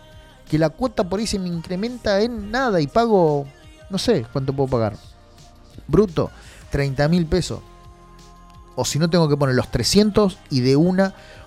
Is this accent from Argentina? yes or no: yes; Argentina; Lo bueno que nosotros somos resilientes y la verdad que somos bastante, como argentinos digo, ¿no?